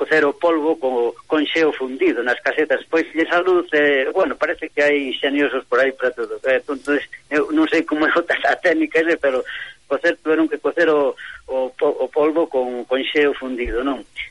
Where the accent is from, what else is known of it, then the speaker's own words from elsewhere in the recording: Lugo, Galicia, Spain; porque somos de Lugo